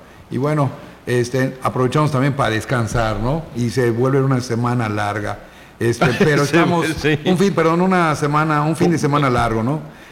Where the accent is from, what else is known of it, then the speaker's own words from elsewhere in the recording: Yucatán, Mexico; los yucatecos no nos quejamos porque tomamos el salitre como algo yucateco.